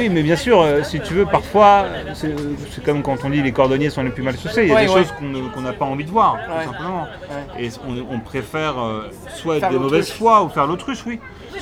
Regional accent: Hauts-de-France, France; Oui, je suis du Nord, ouais. On parle comme ça dans le Nord.

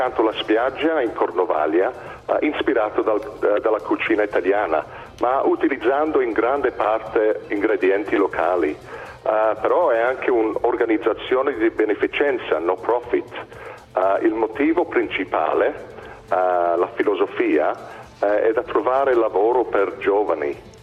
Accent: England, United Kingdom; sono inglese, però i miei genitori sono italiani di Brescia.

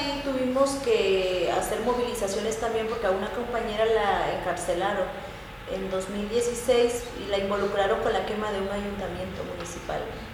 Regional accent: Chapultenango, Chiapas, Mexico; los que comenzamos es Chapultenango, de donde soy yo

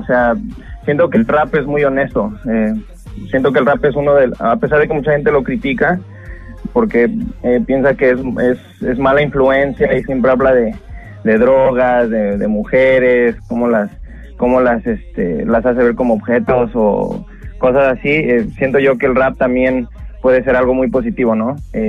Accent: Mexico City, Mexico; now in Toronto, Canada; Claro, mira, yo me crié y nací en la Ciudad de México, en el Distrito Federal. Pasé la mayoría de mi niñez y mi adolescencia en México, pero vine aquí con mi mamá y mis hermanas hace 7 años, si no me equivoco.

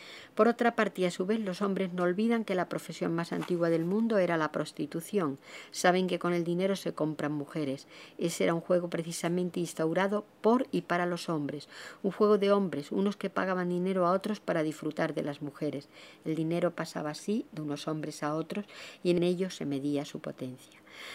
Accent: Extremadura, Spain; born or raised there

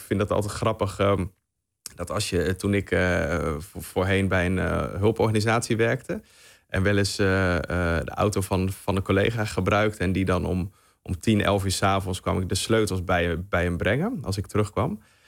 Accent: Netherlands; Maar ja, ik als Nederlander in ieder geval zou dat nooit doen.

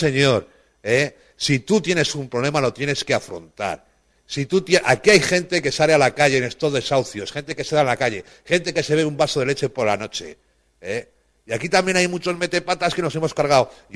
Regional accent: Spain; Y mira, yo soy español, ¿vale? Como tú.

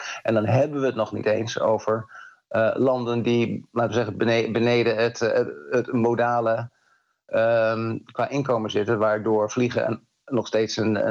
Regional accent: Netherlands; keren wij als Nederlander in het vliegtuig stappen

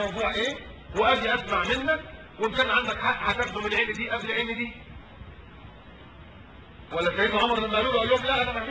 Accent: Upper Egypt, Egypt; لا ما كناش بناخد الدار زي عندنا في الصعيد كده

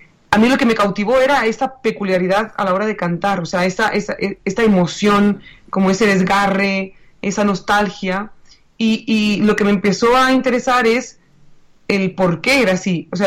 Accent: Catalonia, Spain; desde Barcelona, ¿no? Y yo soy catalana

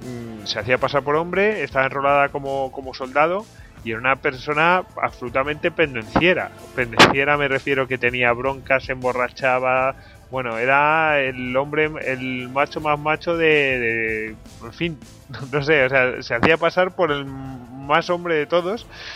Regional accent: Spain; Yo que soy español y puedo criticar un poco a los ingleses

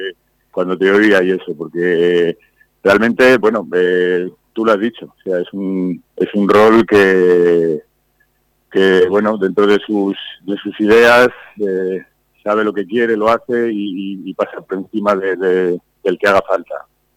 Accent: Madrid, Community of Madrid, Spain; also born or lived in Irún; Yo nací en Irún, Guipúzcoa. Lo que pasa es que muy jovencito, pues mis padres, por motivos de trabajo, tuvieron que ir a Madrid. Y hice allí pues toda la formación, instituto, universidad, escuela superior de canto, escuela conservatorio superior de Madrid

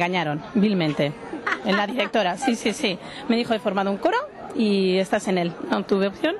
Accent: Madrid, Community of Madrid, Spain; now in Tudela, Spain; No, soy de Madrid.

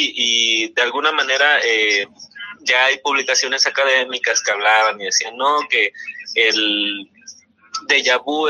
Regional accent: Chiapas, Mexico; now in Hermosillo, Mexico; Aunque originalmente soy de Chiapas

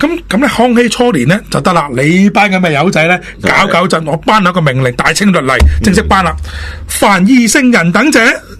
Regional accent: China; 我唔好话我哋外国人先啦，我哋即系中国人咧听翻嗰啲。

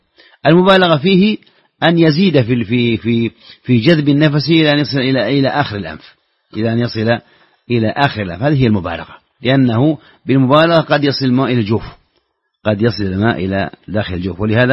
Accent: Saudi Arabia; خاصة إذا كنت في السعودية وهو يبدو لك فعلا هذا لأن حافز عندنا في السعودية

